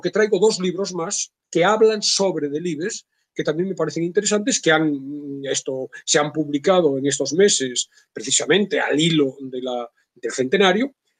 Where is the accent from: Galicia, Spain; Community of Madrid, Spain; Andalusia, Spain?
Galicia, Spain; Vigo; now in Salamanca, Spain; Yo soy de Vigo, obviamente me desenvuelvo en mi vida profesional en Salamanca, vivo aquí